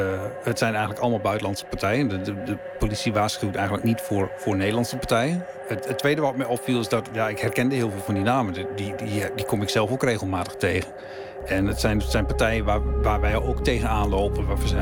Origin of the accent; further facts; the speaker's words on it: Netherlands; Als Nederlander denk ik van ja, iedere keer als ik dit soort netwerken in Nederland zie